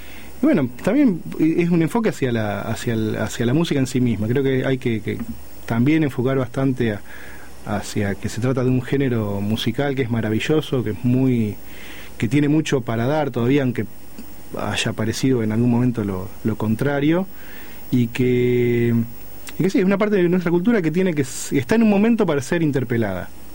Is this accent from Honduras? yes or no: no; Ramallo, Buenos Aires Province, Argentina; born there; En Ramallo, es en el lugar donde yo nací